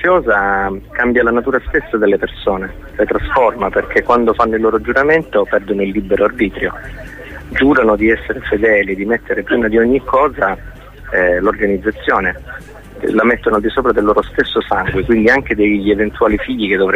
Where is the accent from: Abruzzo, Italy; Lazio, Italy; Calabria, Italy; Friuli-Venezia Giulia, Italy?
Calabria, Italy; io sono calabrese